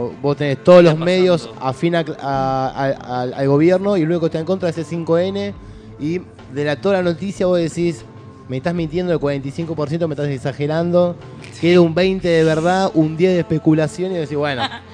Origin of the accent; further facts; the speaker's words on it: Argentina; nos quieran tirar mierda como argentinos